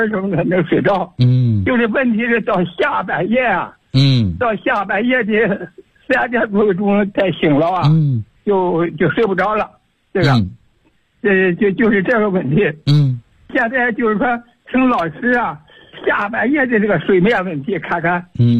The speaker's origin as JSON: {"language": "Chinese", "town": "Chengdu", "region": "Sichuan", "country": "China", "said": "我是成都的。"}